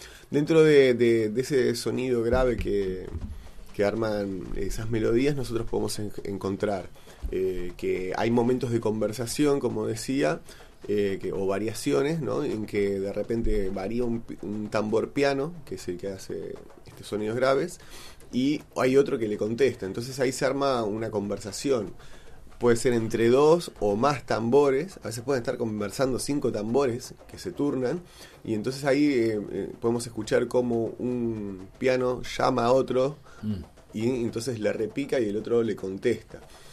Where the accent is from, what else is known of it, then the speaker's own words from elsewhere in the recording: Buenos Aires, Argentina; born there; Nosotros nacimos en Buenos Aires, en mi caso en un departamento, en otras casas, en casas de familias, no en un contexto cultural de un barrio montevideano, mucho menos de una familia candombera uruguaya